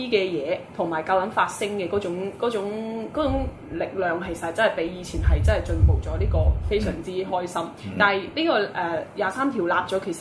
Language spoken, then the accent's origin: Cantonese; Macau; 知道邊一啲嘅人真係為我哋澳門人